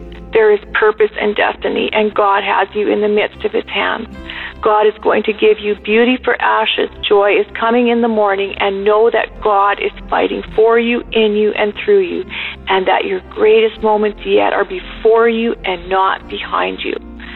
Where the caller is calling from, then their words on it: Canada; I'm calling from Canada.